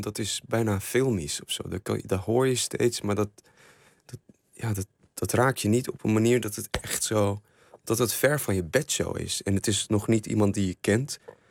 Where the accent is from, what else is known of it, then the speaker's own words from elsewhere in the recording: Syria; Ik zie het land waar ik vandaan kom langzaam afbrokkelen. Ja, hoe volg je dat? Ik vind dat iets heel moeilijks. Ik vind het ook niet behapbaar. Het werd voor mij ook pas tastbaar dat er oorlog was überhaupt in Syrië.